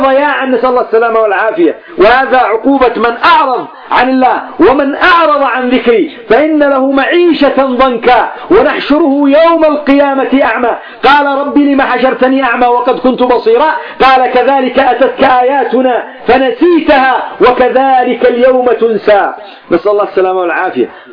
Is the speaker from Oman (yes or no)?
no; Yemen; والآن عندنا في اليمن عصدونا عصد وخبطونا خبط